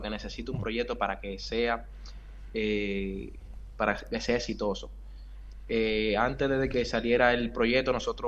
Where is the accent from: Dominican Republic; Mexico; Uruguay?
Dominican Republic; now in Madrid, Spain; Yo soy de República Dominicana y me encuentro radicado en España.